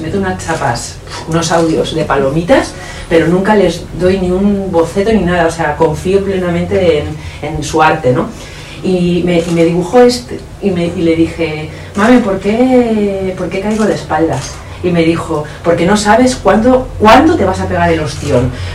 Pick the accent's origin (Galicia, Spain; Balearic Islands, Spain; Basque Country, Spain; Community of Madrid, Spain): Basque Country, Spain; Bilbao; yo soy de Bilbao, entonces esto es la realidad